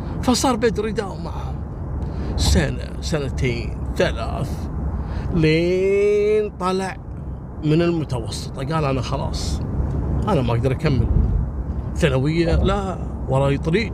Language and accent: Arabic; Kuwait; قصة الليلة حصلت في الكويت عام 94 في محافظة الجهراء عندنا في الكويت